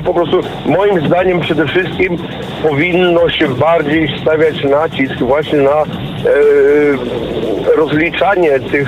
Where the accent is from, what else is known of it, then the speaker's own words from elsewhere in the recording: Kuyavian-Pomeranian Voivodeship, Poland; moved away; ja sam pochodzę z małej takiej miejscowości w kujawsko-pomorskim województwie, na pograniczu kujawsko-pomorskiego i wielkopolskiego województwa.